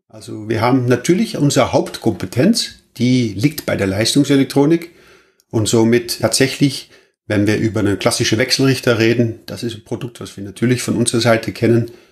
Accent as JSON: {"language": "German", "country": "Netherlands", "lives_now": "Germany", "said": "Ich bin auch Holländer und wohne allerdings in Deutschland."}